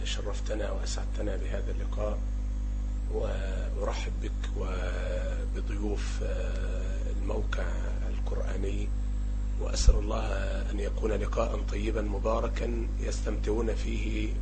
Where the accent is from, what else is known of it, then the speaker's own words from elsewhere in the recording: Tarut, Sharqia Governorate, Egypt; نسبة إلى قريتي، قرية طاروط، مركز زقازيق، محافظة الشرقية التي أقيم بها. تاريخ الميلاد 29/4/65